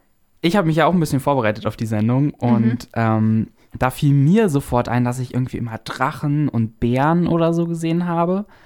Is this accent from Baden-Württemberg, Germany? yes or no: no; Brandenburg, Germany; Du kommst auch aus Ostdeutschland, genauso wie ich. Yay. Ich komme aus Brandenburg